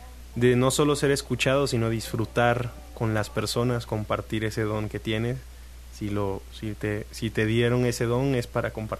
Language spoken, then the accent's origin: Spanish; Tabasco, Mexico; also born or lived in Oaxaca